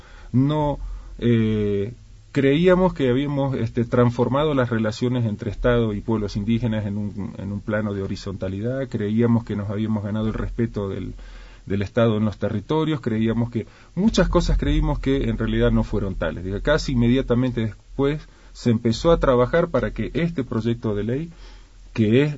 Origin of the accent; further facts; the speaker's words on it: Argentina; moved away; Soy abogado, soy argentino, hace 22 años que vivo aquí, y estoy casado, tengo 3 hijas, mujeres.